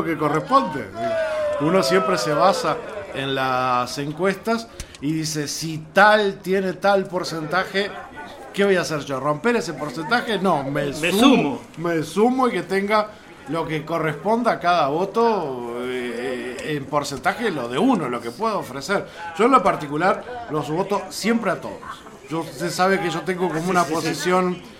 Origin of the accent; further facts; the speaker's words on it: Uruguay; se me hace muy difícil a mí como uruguayo decir cuál es mejor